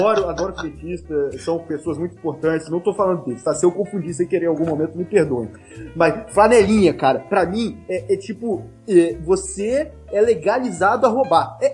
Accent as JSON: {"language": "Portuguese", "town": "Vitória", "region": "Espírito Santo", "country": "Brazil", "tie": "born there", "said": "Vitória, onde eu nasci, Vila Velha, e assim, eu falo, Vassouras é minha cidade de coração."}